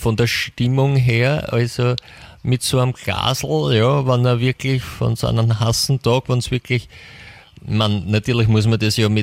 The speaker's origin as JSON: {"language": "German", "region": "Vienna", "country": "Austria", "said": "wir haben es da bei uns in Österreich, in Wien, so schön."}